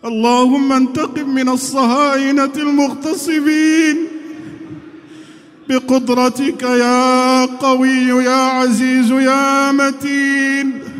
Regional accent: Morocco; اللهم إنا نسألك يا الله أن تحفظ بلدنا المغرب الحبيب من كل بلاء وفتنة

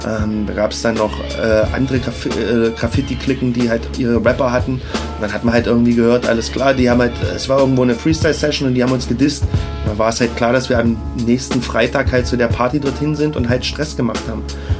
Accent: Leipzig, Saxony, Germany; ich bin ja in Leipzig-Grünau aufgewachsen, Plattenbausiedlung

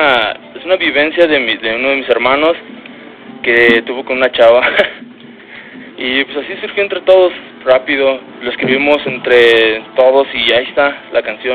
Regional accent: State of Mexico, Mexico; De hecho, pues nosotros somos del Estado de México y cada vez que vamos para allá son reventones

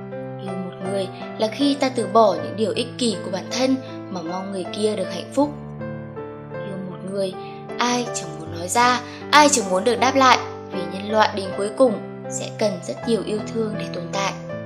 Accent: Saigon, Ho Chi Minh City, Vietnam; born there; accent: Southern Vietnamese; Quê tôi là ở Hà Nội, nhưng tôi sinh ra ở Sài Gòn. Cả gia đình tôi nói tiếng Bắc, chỉ mình tôi trơ trọi nói tiếng Nam.

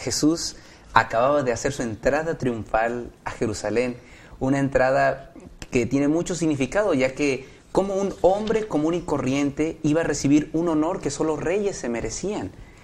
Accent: Mexico City, Mexico; estudio medicina también aquí en la Universidad de Montemorelos y soy de la Ciudad de México.

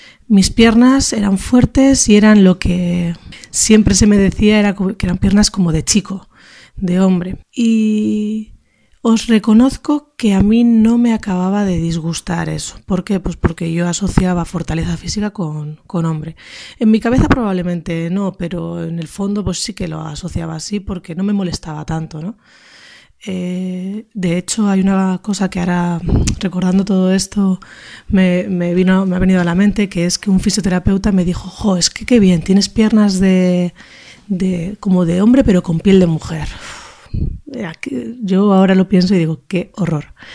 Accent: Basque Country, Spain; Soy nacida y criada en España, en concreto en País Vasco.

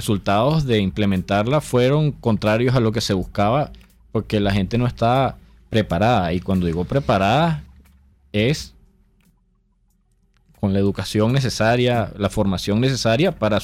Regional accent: Venezuela; ay, somos venezolanos y nosotros hacemos las cosas así o así

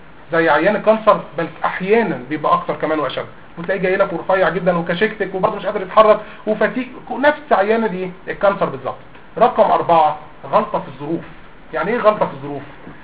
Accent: Egypt; زرع القلب على فكره والليفر في الصين ارخص من زرع الفول عندنا في مصر

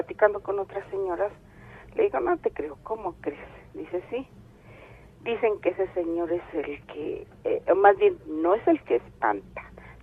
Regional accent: State of Mexico, Mexico; Nosotros somos del Estado de México.

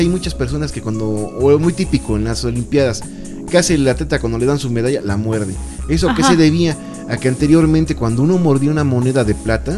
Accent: Mexico; incluso para nosotros como mexicanos era muy común

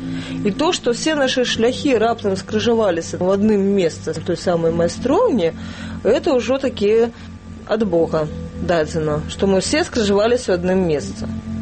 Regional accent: Minsk, Belarus; born there; Я нарадзілася ў Мінску, якраз у тых старых дамках на вуліцы Першамайская, прыгожых.

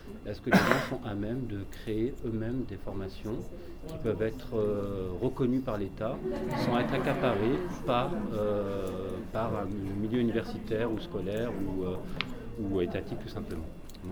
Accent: Grenoble, Auvergne-Rhône-Alpes, France; je viens de Grenoble

